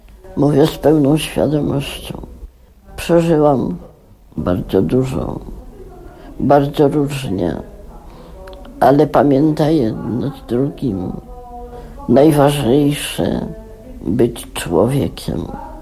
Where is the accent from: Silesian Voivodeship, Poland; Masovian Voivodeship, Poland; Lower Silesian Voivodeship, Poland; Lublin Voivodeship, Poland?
Masovian Voivodeship, Poland; Warsaw; Jestem prostą dziewczyną z Warszawy. Taką się urodziłam, taką odejdę.